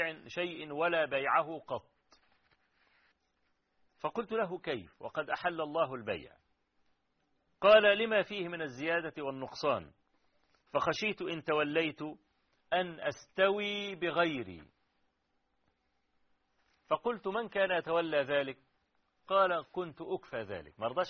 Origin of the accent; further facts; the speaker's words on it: Kafr El Sheikh, Kafr El Sheikh Governorate, Egypt; عندنا في كفر الشيخ يعني